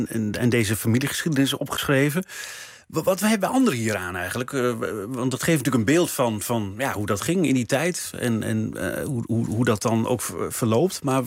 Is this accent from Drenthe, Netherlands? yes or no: yes; Drenthe, Netherlands; Ik ken dat, ik kom uit Drenthe, daar is dat ook zo.